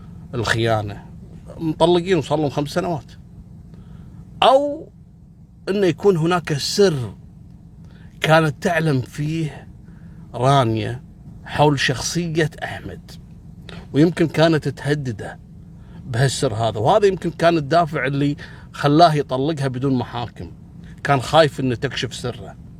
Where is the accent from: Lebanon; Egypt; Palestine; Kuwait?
Kuwait; مثل اللي حصل عندنا قبل 3 أيام في الكويت